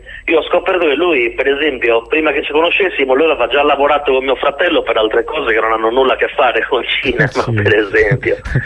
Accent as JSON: {"language": "Italian", "town": "Serramanna", "region": "Sardinia", "country": "Italy", "said": "non è che io stia prendendo in giro Serramanna, ci mancherebbe altro. Ho voluto utilizzare il mio paese come esempio"}